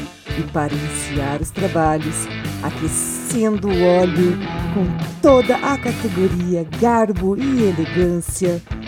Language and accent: Portuguese; Maringá, Paraná, Brazil; Eu que sou de Maringá, no Paraná